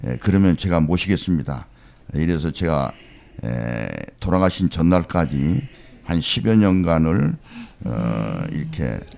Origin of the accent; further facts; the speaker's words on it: Hadong, South Gyeongsang, South Korea; born there; 저는 1942년 1월 9일 날 경상남도 악양군 하동군 악양면 배들이 지리산에서 태어나서